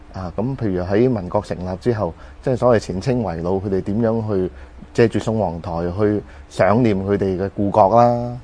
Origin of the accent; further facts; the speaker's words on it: Hong Kong; 但係而家就好好彩，我哋香港人好嘢。